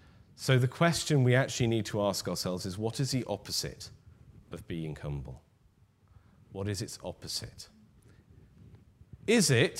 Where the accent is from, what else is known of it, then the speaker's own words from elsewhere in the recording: North West England, United Kingdom; I, as many of you will know, am a passionate Liverpool supporter, born and bred on Merseyside.